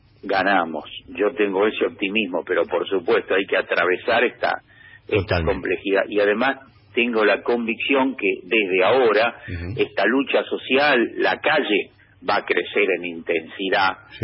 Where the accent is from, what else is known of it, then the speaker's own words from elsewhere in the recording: Buenos Aires, Argentina; ya que yo soy porteño